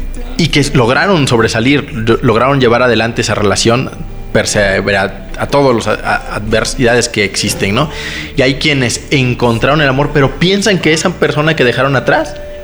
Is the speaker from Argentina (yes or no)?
no; Oaxaca, Mexico; also born or lived in Guerrero; now in Guadalajara, Mexico; Nací en Guerrero, después me fui a vivir a Oaxaca y me desarrollé la mayor parte de mi vida, y últimamente estoy en el estado de Jalisco, en la ciudad de Guadalajara.